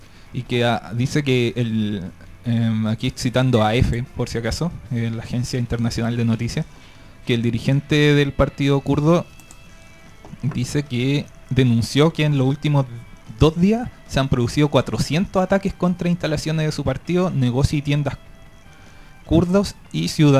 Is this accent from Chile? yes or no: yes; Chile; sobre todo para nosotros como chilenos también en alguna medida.